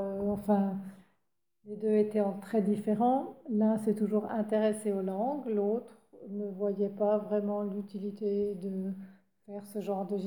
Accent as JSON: {"language": "French", "region": "Grand Est", "country": "France", "tie": "born or raised there", "lives_now": "Basel, Switzerland", "said": "je suis revenue dans mon canton d'origine, dans mon pays d'origine, à Bâle-Ville."}